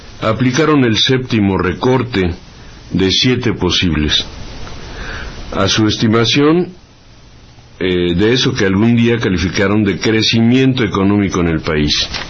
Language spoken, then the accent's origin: Spanish; Mexico; los mexicanos de a pie, víctimas directos de los tejes y manejes del poder, que es lo que somos los mexicanos